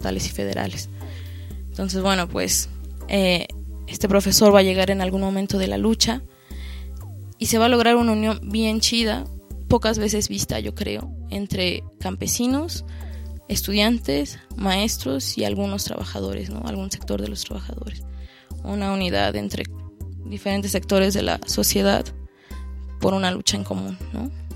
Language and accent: Spanish; Mexico City, Mexico; a pesar de que soy del DF y no soy campesina y vivo en esta época y no hace 50 años